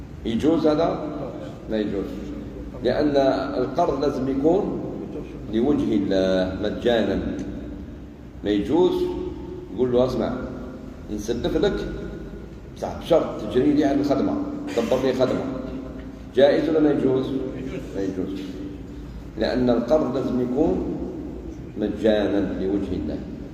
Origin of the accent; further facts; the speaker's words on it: Algeria; كما يقال عندنا في الجزائر شد مد.